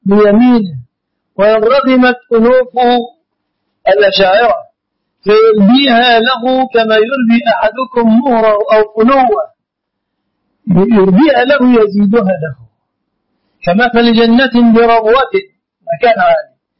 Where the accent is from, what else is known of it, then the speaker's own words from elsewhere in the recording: Egypt; عندنا في مصر